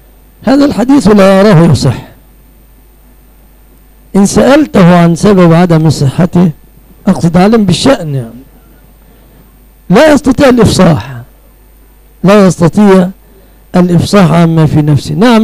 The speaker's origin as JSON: {"language": "Arabic", "country": "Egypt", "said": "أنا كمصريين نفد عليهم أن لا نميز"}